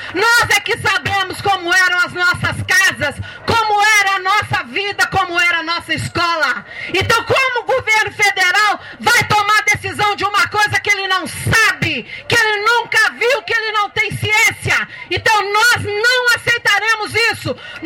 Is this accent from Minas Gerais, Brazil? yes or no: yes; Paracatu, Minas Gerais, Brazil; Eu sou de Paracatu e lá em Paracatu a gente tinha uma comunidade bem organizada.